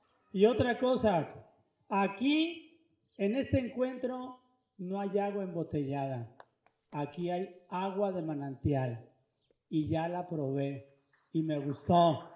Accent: Temacapulín, Jalisco, Mexico; Aquí sí hay mujeres, como en mi pueblo también hay mujeres, en Temacapulín.

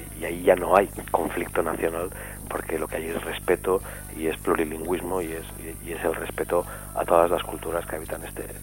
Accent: Zamora, Castile and León, Spain; Yo mismo vengo de Zamora

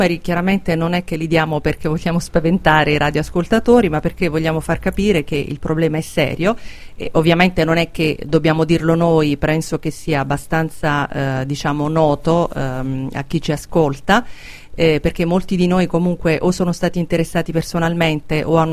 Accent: Abruzzo, Italy; Scusate, io sono abruzzese, quindi sponsorizzo i musicisti della mia regione quando li conosco.

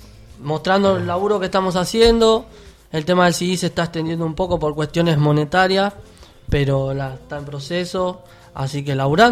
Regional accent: Ingeniero Budge, Buenos Aires, Argentina; Así que somos un poco de Budge, un poco de Fiorito, Caraza.

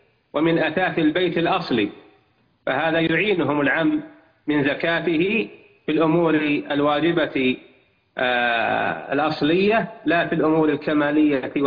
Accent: Saudi Arabia; اللجنة الدائمة عندنا في المملكة العربية السعودية

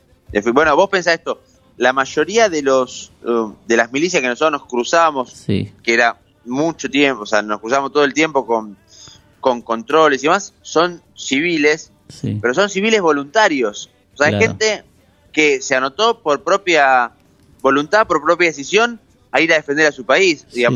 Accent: Ezpeleta, Buenos Aires Province, Argentina; me hicieron arrancar por pensar en mi infancia ahí en Espeleta

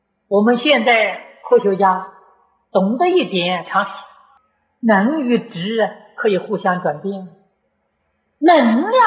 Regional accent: China; 这是我们中国人有福报的。

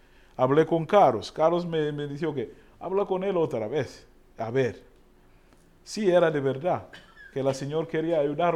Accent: Uganda; Spanish is a second language; now in Spain; Yo tampoco, como soy de Uganda.

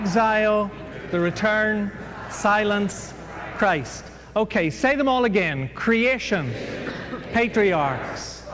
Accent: Ireland; Nabil Saud is Lebanese, and I'm Irish, and that's a lethal combination.

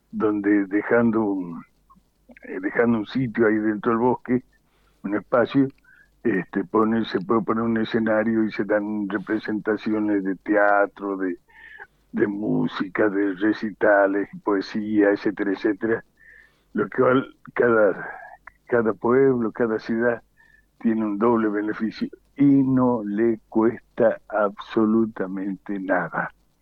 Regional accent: Argentina; Estos somos los argentinos de a pie, los argentinos bien paridos de aquí, en los que nos hemos creado queriendo a esta tierra

